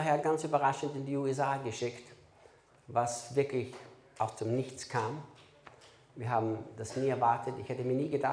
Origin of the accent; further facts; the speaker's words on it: Austria; Dann muss ich Deutsch sprechen, weil sonst hätte ich Steirisch